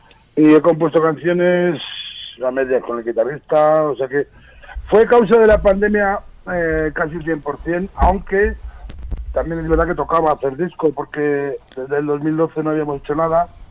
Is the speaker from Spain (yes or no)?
yes; Burgos, Castile and León, Spain; sobre todo grupos de Burgos, que es de donde soy.